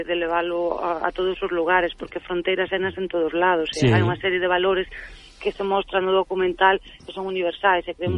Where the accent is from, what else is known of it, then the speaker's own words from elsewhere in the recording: Galicia, Spain; nós somos galegas, pero a nosa Galicia é moi especial porque é unha Galicia que casi está mezclada con o norte de Portugal